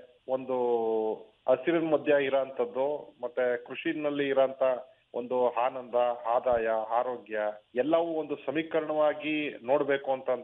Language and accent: Kannada; Satyagala, Karnataka, India; ಸತ್ಯಗಾಲ ಗ್ರಾಮ, ಕೊಳ್ಳೇಗಾಲ ತಾಲೂಕು, ಚಾಮರಾಜನಗರ ಜಿಲ್ಲೆ. ನಾನು ಮೂಲತಃ ಕೃಷಿ ಕುಟುಂಬದಿಂದ ಬಂದಿರೋಂಥದ್ದು.